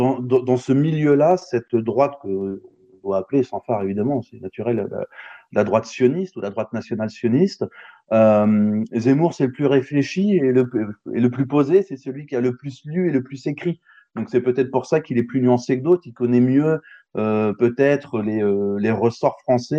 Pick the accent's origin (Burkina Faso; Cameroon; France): France; sur des sujets qu'on ne connaît que de loin en tant que Français.